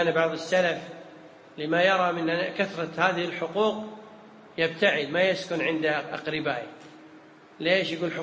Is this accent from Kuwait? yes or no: yes; Kuwait; العرف عندنا في الكويت إن إذا جاءك ضيف تذبح له أول يوم